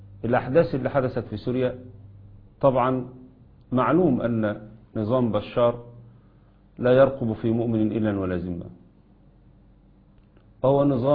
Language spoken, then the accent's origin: Arabic; Egypt; لأن اللي حصل عندنا في مصر منذ عام كامل